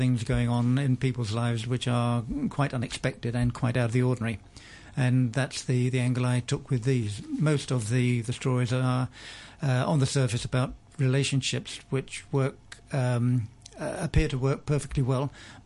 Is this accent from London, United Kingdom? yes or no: yes; London, United Kingdom; moved away as an adult; also born or lived in Chester; I was born in Chester in England, lived much of my early life in London, but I left there at the age of 24, and I've been a globetrotter, a nomad ever since.